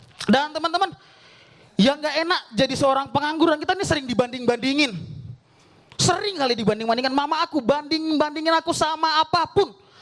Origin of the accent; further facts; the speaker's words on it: Medan, North Sumatra, Indonesia; dan aku dari Medan